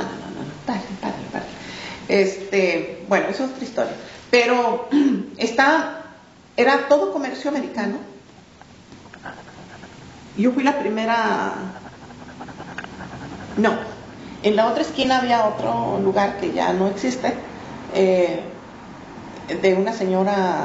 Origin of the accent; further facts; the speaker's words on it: Mexico; now in Chicago, United States; Pero si te has fijado, qué difíciles somos los mexicanos de sacar de un lugar.